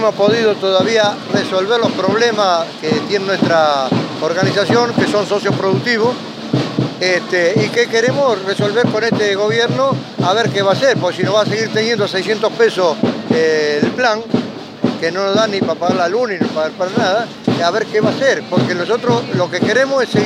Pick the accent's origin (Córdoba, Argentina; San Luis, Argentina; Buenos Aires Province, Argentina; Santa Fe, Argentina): Buenos Aires Province, Argentina; Florencio Varela; Somos de Florencio Varela.